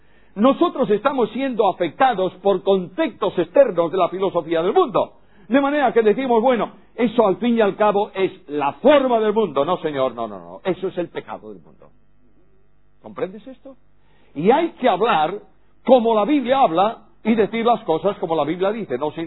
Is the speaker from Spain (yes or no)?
yes; Spain; En España, en mi país, se han eliminado el aspecto sexo masculino y sexo femenino